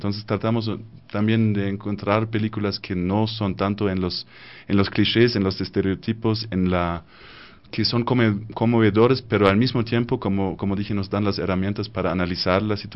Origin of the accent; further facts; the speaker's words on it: Germany; Spanish is a second language; como alemán, nosotros desde la niñez tenemos casi un bombardeamiento de películas que tenemos que ver